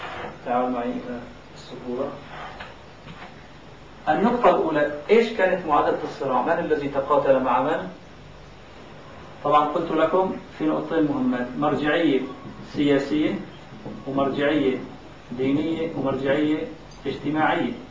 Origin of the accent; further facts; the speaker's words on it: Aleppo, Aleppo Governorate, Syria; حتى عندنا في حلب